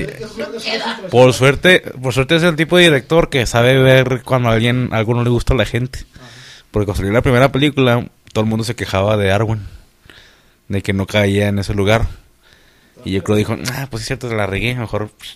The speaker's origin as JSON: {"language": "Spanish", "town": "Torreón", "region": "Coahuila", "country": "Mexico", "said": "Somos de Torreón, los de la comarca, ya ves."}